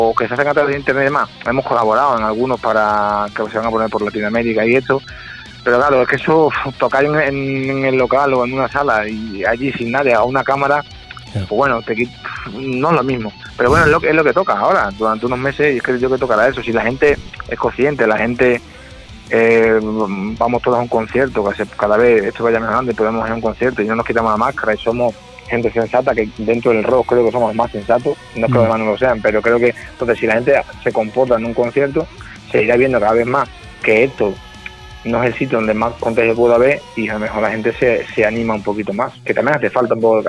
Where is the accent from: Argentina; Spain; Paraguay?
Spain; Badajoz, Extremadura; somos de Extremadura, del sur de Extremadura, de Badajoz. Aquí el flamenco se lleva bastante